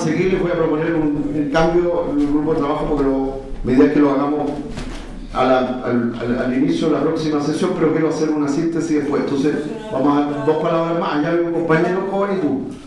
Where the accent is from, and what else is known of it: Chile